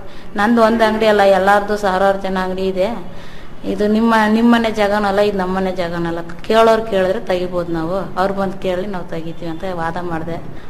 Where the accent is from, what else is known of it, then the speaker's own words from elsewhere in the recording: Santhekadur, Karnataka, India; ಮೂಲ ಸಂತೆ ಕೊಡೋರೆ ತಾಯಿ ಮನೆ ಊರು.